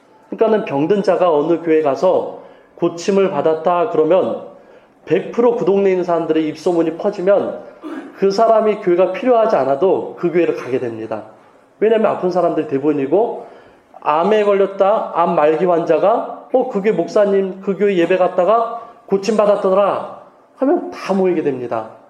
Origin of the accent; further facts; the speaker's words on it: Changsin-dong, Seoul, South Korea; born there; also born or lived in Cheongnyangni; 제가 면목동에도 있어봤고 청량리에도 있어봤고 있고 제가 태어난 곳이 창신동이에요.